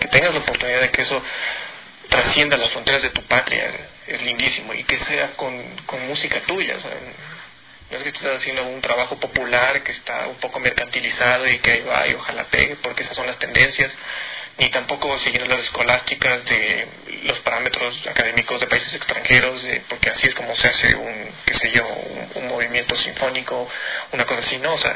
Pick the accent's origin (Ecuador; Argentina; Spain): Ecuador; yo creo que es una experiencia muy, muy, muy, muy grata para todos, como compositores y como ecuatorianos.